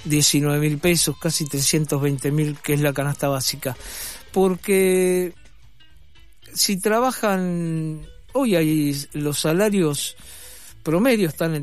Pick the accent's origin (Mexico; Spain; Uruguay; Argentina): Argentina; así somos los argentinos, ¿no?